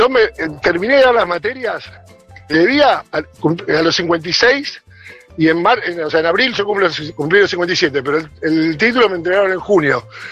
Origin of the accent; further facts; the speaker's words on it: Buenos Aires, Argentina; now in Temperley, Argentina; Mirá, yo vivo, soy de Villa del Parque.